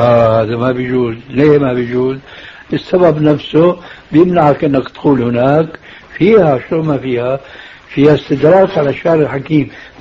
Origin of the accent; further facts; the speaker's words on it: Syria; كما يقولون عندنا في سوريا